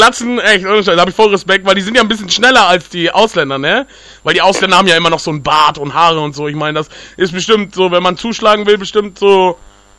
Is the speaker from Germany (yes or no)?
no; Pakistan; Nee, ich bin ein Pakistaner.